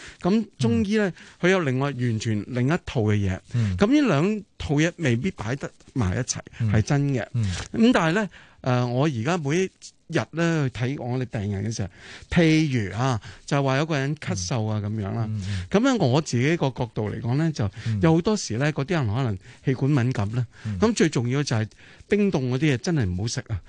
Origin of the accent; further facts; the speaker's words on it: China; 其实我身为中国人啦